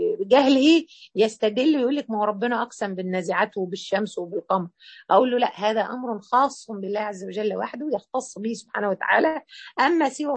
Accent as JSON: {"language": "Arabic", "country": "Egypt", "said": "أشهر يمين عندنا إحنا كمصريين والنبي،"}